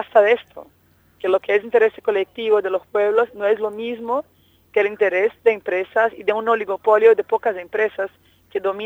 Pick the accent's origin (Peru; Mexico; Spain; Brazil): Brazil; La pena es que países como Brasil, de donde yo vengo, y Argentina no apoyaron la resolución, se abstuvieron en la votación.